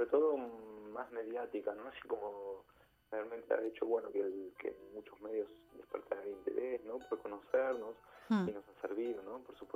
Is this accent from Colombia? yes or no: no; Argentina; Yo soy argentino